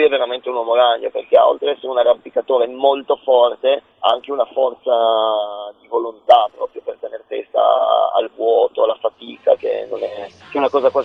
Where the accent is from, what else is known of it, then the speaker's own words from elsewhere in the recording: Turin, Piedmont, Italy; Sicuramente da torinese